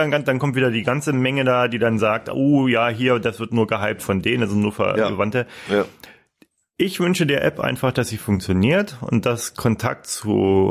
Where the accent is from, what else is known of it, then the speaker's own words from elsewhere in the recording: Hanau, Hesse, Germany; Nee, waren natürlich nicht aus Kassel. Wir sind in Hanau aufgewachsen.